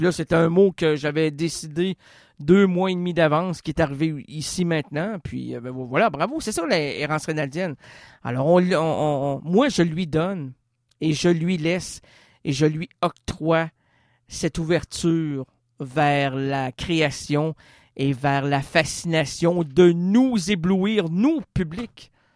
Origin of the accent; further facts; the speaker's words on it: Quebec, Canada; je suis un Québécois, et je suis peiné de voir que le Québec te ferme.